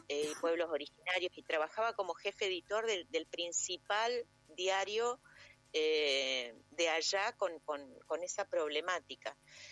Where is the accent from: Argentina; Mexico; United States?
Argentina; San Luis; born there; yo nací en San Luis además